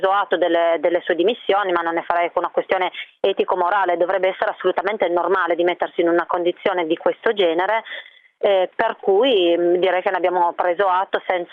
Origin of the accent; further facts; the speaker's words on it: Piedmont, Italy; io sono piemontese